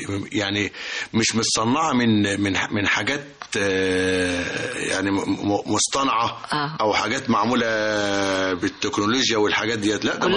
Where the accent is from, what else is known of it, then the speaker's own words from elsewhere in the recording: Egypt; born there; انا مولود هنا في مصر. اساسا ابويا من الصعيد